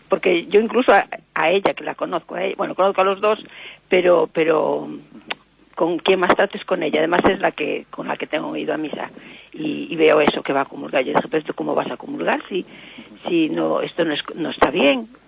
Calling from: A Coruña, Galicia, Spain; de La Coruña.

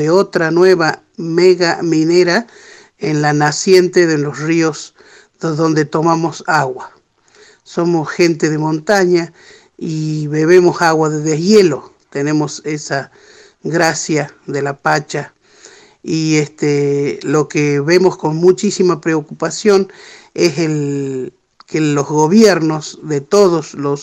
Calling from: Andalgalá, Catamarca, Argentina; Bueno, un abrazo auditivo desde aquí, desde Andalgalá. … de la Asamblea del Algarrobo

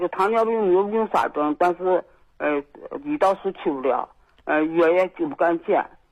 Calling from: Xi'an, Shaanxi, China; 我是西安的。

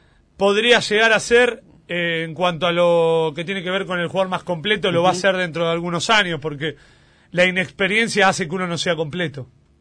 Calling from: Resistencia, Chaco, Argentina; de Resistencia Chaco

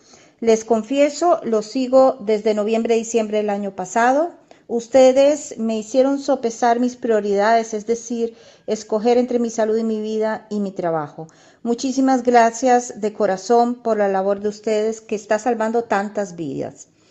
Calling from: Costa Rica; de Costa Rica.

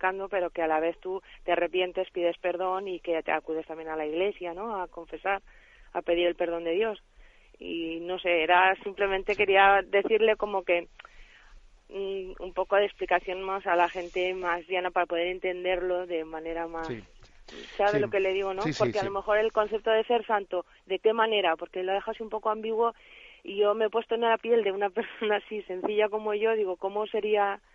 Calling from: Valencia, Valencian Community, Spain; de Valencia.

